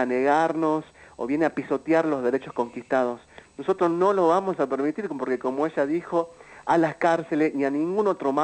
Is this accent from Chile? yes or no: no; Salta, Argentina; con la comunidad trans travesti de la Argentina, que vengo de las tierras